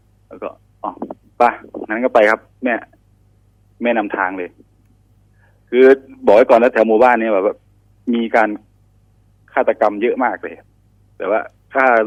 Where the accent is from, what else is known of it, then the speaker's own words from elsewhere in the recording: Sakon Nakhon, Thailand; ผมเนี่ยเป็นคนสกลนคร